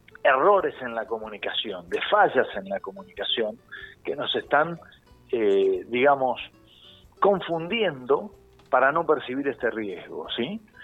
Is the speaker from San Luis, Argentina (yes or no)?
no; La Plata, Buenos Aires Province, Argentina; Yo hoy estoy hablando con ustedes, soy de La Plata, porque la Casa Central de Seguros Rivadavia está en La Plata, pero hoy estoy en San Rafael dando charlas a empresas de transporte, ¿sí? En Zarapal, Mendoza.